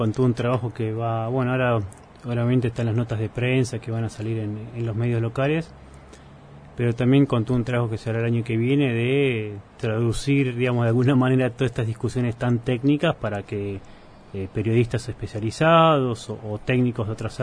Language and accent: Spanish; Junín, Buenos Aires Province, Argentina; quienes no somos de acá, yo soy de Junín